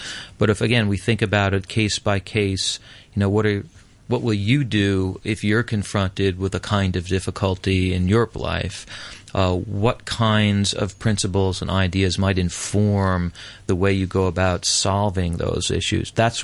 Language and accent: English; Massachusetts, United States; And there's a case in my home state, in the state of Massachusetts, of a young man who he's 14-year-old, who horribly murdered his teacher.